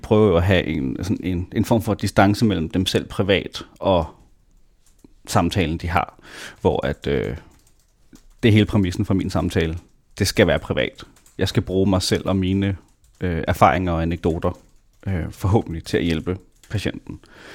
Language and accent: Danish; Næstved, Zealand, Denmark; jeg blev født i Næstved i 1996, og ja, boede der, voksede op, gik i skole, indtil jeg i 10. klasse kom på efterskole, og så nogle år igen tilbage.